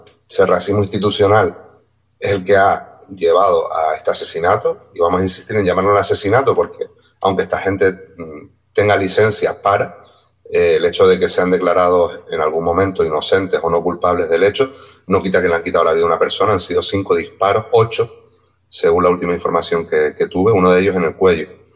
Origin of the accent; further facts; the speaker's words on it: Canary Islands, Spain; también es un problema nuestro como Canarias, ¿no?